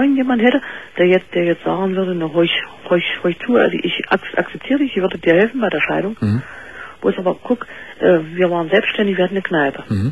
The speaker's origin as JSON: {"language": "German", "region": "East Germany", "country": "Germany", "said": "Wir kommen aus DDR, also Ex-DDR."}